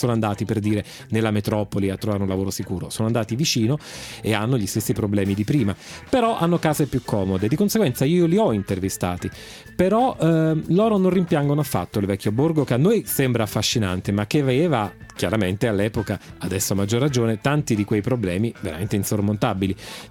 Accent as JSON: {"language": "Italian", "region": "Basilicata", "country": "Italy", "said": "è un paese lucano, e sono lucano di origine, quindi lo amo particolarmente."}